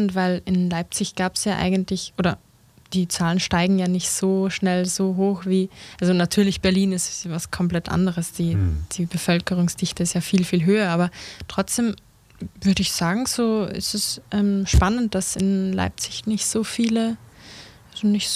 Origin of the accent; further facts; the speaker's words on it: Linz, Upper Austria, Austria; Ich komme ja aus Linz und deshalb kenne ich die.